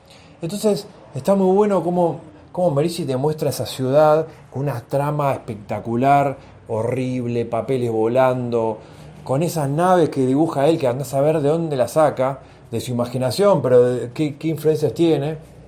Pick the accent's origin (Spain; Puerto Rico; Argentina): Argentina; yo soy de Argentina